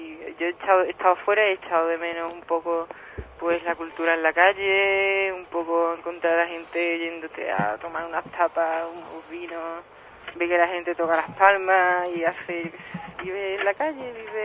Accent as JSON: {"language": "Spanish", "town": "Seville", "region": "Andalusia", "country": "Spain", "said": "soy de Sevilla"}